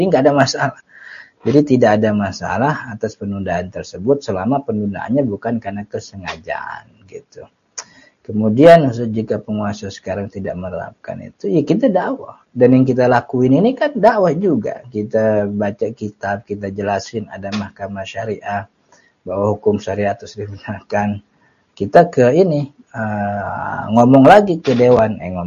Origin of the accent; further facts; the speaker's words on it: Jakarta, Indonesia; kita orang Betawi mah kan enggak boleh jauh sama keluarga.